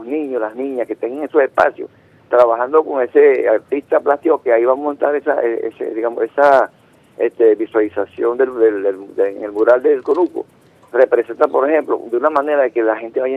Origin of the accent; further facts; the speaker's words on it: Venezuela; lo que nos integró como personas venezolanas vinculadas a la tierra y todo aquello que nos edificó como seres humanos